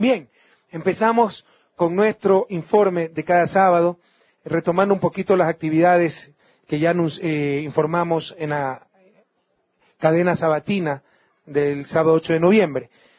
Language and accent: Spanish; Guayaquil, Guayas, Ecuador; allá en mi ciudad natal, Guayaquil.